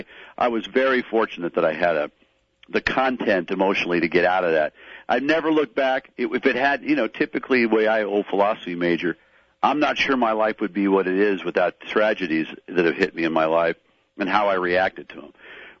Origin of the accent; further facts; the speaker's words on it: Detroit, Michigan, United States; now in Los Angeles, United States; I'm just a Pistons fan. I'm from Detroit, so I'm not a big Laker fan. I live here in Los Angeles.